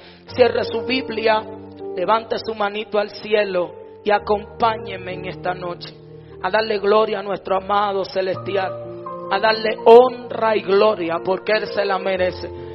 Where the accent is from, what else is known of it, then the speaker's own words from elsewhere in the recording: Dominican Republic; como dominicanos, nos llevamos una linda experiencia de este lugar